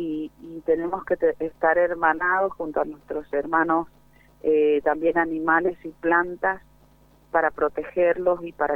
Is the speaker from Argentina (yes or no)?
yes; Lavalle, Mendoza, Argentina; en varios departamentos, actualmente Las Heras y La Valle, pero somos originarios de La Valle, de Lagunas del Guanacache, de una parte de los bañados de Guanacache que se llama Laguna La Balsita.